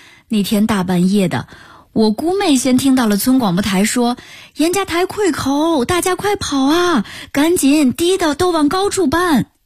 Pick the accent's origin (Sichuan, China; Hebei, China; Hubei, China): Hubei, China; Gong'an; 我们老家在湖北荆州的公安县，我们那个县啊有个称呼叫洪水走廊